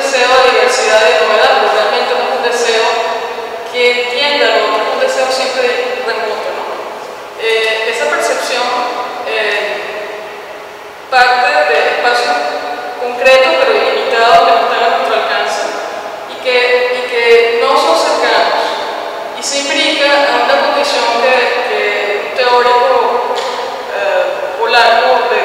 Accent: Venezuela; donde nunca había estado como venezolana

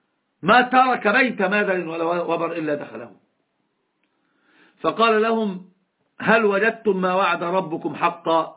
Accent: Egypt; أنا أتكلم اللغة العربية كثيرا، حتى الإخوة ممكن ما يعرفون من أين أنا. أنا من مصر. قلت له أنا من مصر.

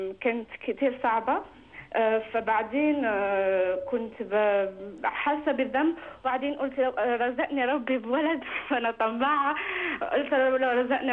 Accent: France; Arabic is a second language; في نفس الوقت أنا من فرنسا وعندي مشاكل شوي في اللغة

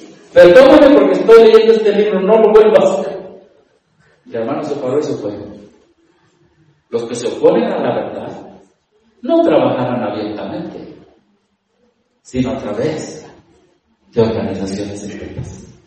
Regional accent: Mexico; Y como soy mexicano, ellos odian a los que no son.

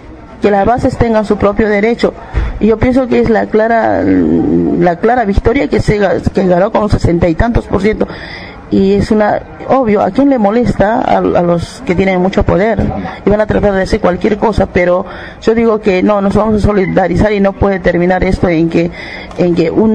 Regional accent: Bolivia; podemos decir si somos bolivianos

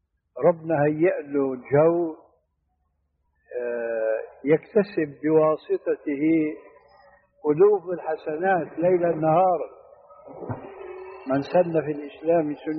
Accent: Syria; هذه عندنا في الشام في سوريا مشهور هذا الحديث، وجئت هنا وسمعته أيضا وهكذا.

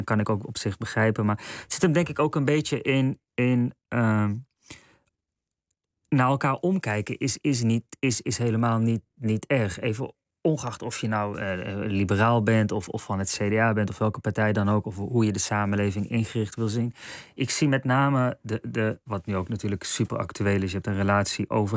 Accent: North Brabant, Netherlands; Ik moet eerlijk zeggen, ik ben in Brabant opgegroeid.

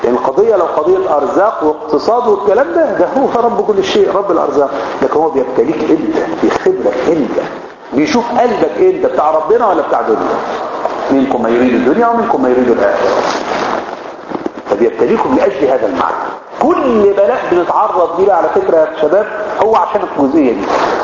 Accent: Egypt; احنا مصريين

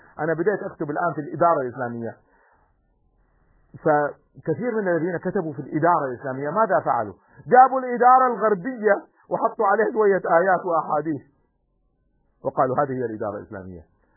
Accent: Kuwait; نحن عندنا في الكويت مثلا اليوم هناك شركات

